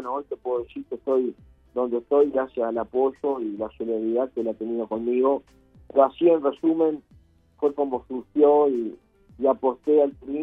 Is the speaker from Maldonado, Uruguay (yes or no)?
yes; Piriápolis, Maldonado, Uruguay; Yo nací, soy oriundo de Piriápolis, nací en Pueblo Obrero, en la ciudad de Piriápolis. Pueblo Obrero, tanto de Pan de Azúcar y Piriápolis.